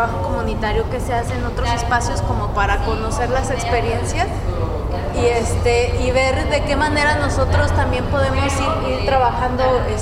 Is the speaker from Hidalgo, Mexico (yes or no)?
no; State of Mexico, Mexico; aun cuando yo vengo del Estado de México y que podríamos llamarlo como una zona metropolitana o megalópolis